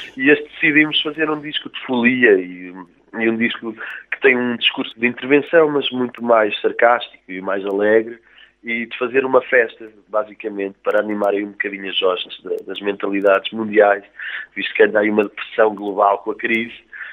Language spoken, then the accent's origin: Portuguese; Trás-os-Montes, Portugal; vou lá sempre passar férias, e costumo ir lá, tenho lá toda a minha família, e é uma terra que eu adoro, então Trás-os-Montes é assim o meu berço, será sempre. Eu, antes de dizer que sou português, digo que sou transmontano, sempre, e será sempre assim.